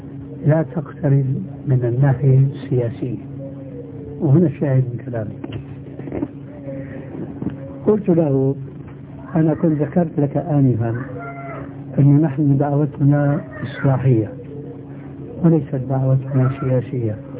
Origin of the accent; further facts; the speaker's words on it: Syria; إما كما يقولون عندنا في سوريا يسند الحيطان